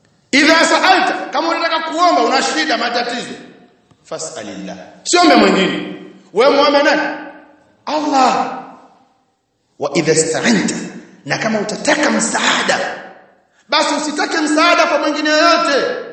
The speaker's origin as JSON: {"language": "Swahili", "town": "Tanga", "region": "Tanga Region", "country": "Tanzania", "said": "Nakumbuka sisi kule kwetu Tanga kuna bwana mmoja alikuwa akisemewa"}